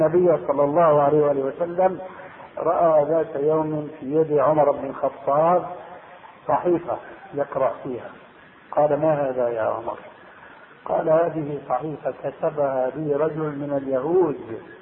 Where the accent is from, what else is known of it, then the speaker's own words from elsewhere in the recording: Syria; تلقفها بعض العامة عندنا في سوريا